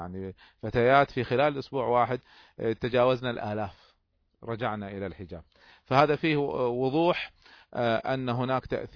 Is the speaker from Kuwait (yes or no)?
yes; Kuwait; وبعضهم كانوا في جهات حكومية عندنا في الكويت وبعضهم كانوا في جهات شعبية